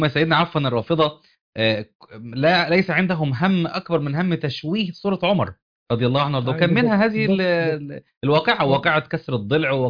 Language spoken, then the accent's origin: Arabic; Upper Egypt, Egypt; بعض البيئات عندنا في الصعيد وفي غير الصعيد